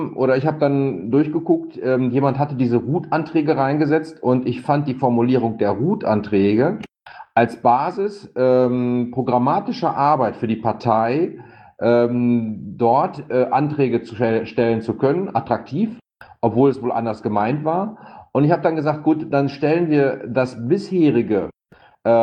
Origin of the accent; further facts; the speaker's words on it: North Rhine-Westphalia, Germany; ich komme aus NRW